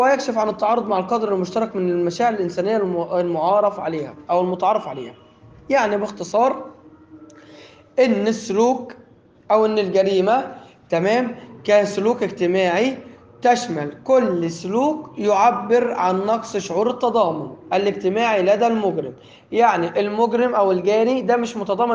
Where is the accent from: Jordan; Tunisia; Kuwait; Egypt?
Egypt; ولكن عندنا في مصر جريمه